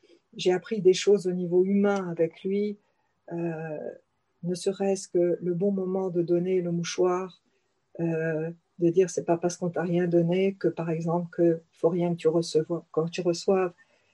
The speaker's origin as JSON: {"language": "French", "country": "France", "accent": "French", "said": "en français, ne serait-ce que pour écouter mon accent français"}